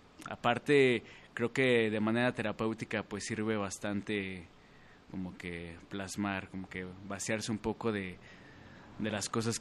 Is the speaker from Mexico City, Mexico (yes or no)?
yes; Mexico City, Mexico; Pues yo vengo de la Ciudad de México, antes DF, como bien lo dijiste. Creo que pertenezco todavía al DF, pero pues bueno, estoy aquí por motivos amorosos